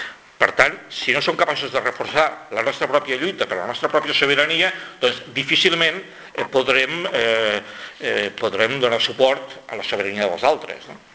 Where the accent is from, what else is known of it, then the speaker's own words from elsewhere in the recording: Catalonia, Spain; l'espectacle que estem donant com a catalans